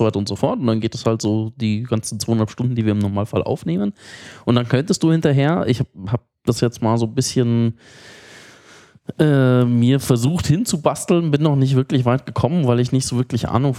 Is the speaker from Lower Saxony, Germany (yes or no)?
no; Munich, Bavaria, Germany; Und wenn du halt als Münchner nach Berlin kommst, das ist einfach.